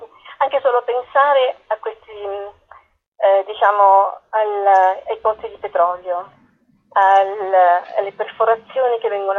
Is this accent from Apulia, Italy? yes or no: yes; Apulia, Italy; non avere il contatto con la mia terra, riscoprirla tardi, sono pugliese.